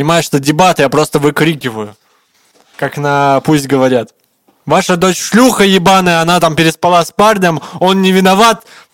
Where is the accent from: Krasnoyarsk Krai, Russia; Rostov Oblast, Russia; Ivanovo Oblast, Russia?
Krasnoyarsk Krai, Russia; Tura; born there